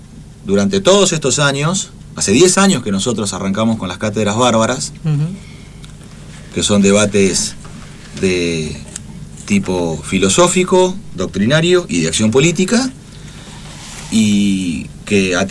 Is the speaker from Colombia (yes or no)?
no; Argentina; a los que somos profundamente argentinos